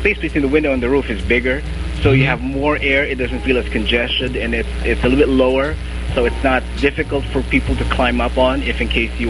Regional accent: Manila, Metro Manila, Philippines; Basically, I grew up here in Manila, but some of the relatives are from Bacolod.

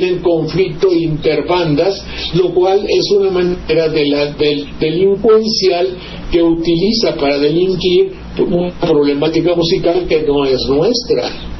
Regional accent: Mexico; Si yo soy mexicano, lo soy, punto.

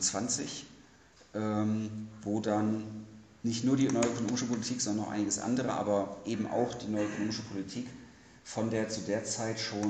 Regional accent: Hanover, Lower Saxony, Germany; now in Leipzig, Germany; ich komme ursprünglich aus Hannover, wohne jetzt in Leipzig

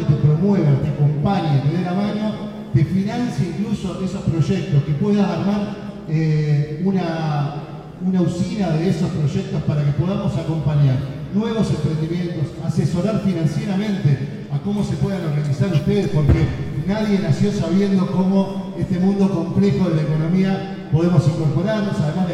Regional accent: Paraná, Entre Ríos, Argentina; moved away; yo soy de Paraná, de Entre Ríos, vine con mi familia, construí mi familia acá, mi hija nació acá hace 14 años, 15 ya casi

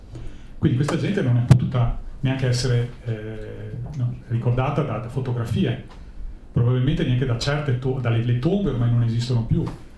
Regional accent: Venice, Veneto, Italy; Io vengo da Venezia, sono veneziano, però ho sposato una montanara dell'altopiano di Asiago.

